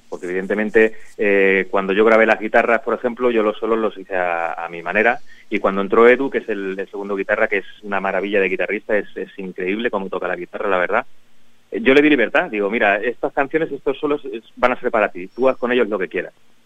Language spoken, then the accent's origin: Spanish; Valdepeñas, Castilla-La Mancha, Spain; somos todos de Valdepeñas y somos todos amigos de hace un montón de años